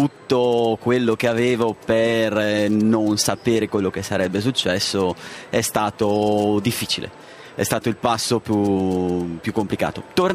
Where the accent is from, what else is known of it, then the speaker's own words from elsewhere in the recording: Ciserano, Lombardy, Italy; moved away as an adult; also born or lived in Recco; mi ero trasferito da Ciserano, il mio paesino in provincia di Bergamo, a Recco, quindi Riviera Ligure